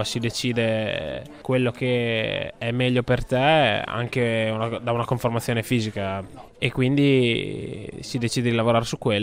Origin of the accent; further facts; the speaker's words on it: Forlì, Emilia-Romagna, Italy; Io poi sono di Forlì come Dovizioso